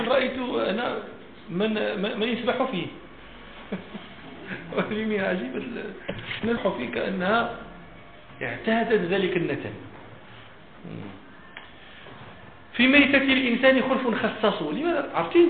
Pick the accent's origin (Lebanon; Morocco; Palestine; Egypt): Morocco; فين هاتش عندنا في المغرب شي بلاصه